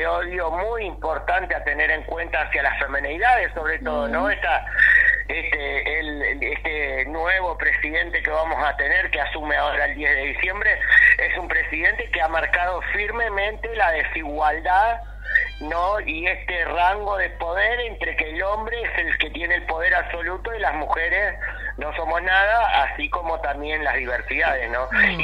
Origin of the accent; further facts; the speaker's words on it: Argentina; no tenemos que bajar los brazos como argentinos, argentinas, y seguir peleando para seguir sobreviviendo